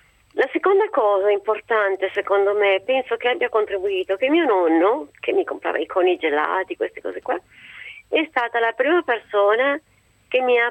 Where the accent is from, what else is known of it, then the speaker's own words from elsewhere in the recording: Cuneo, Piedmont, Italy; io abito a Cuneo, sono nata a Cuneo, abito a Cuneo, però mio padre era di Messina.